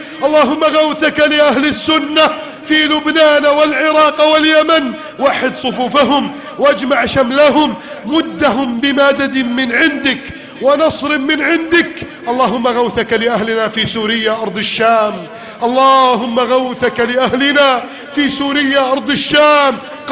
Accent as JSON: {"language": "Arabic", "country": "Egypt", "said": "يا رب بلدنا مصر نستودعك إياها"}